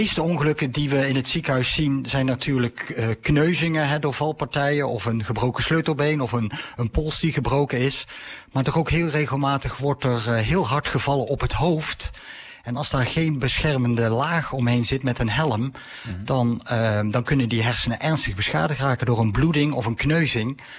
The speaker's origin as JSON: {"language": "Dutch", "country": "Netherlands", "said": "Dus we moeten als Nederlanders gewoon verstandig zijn."}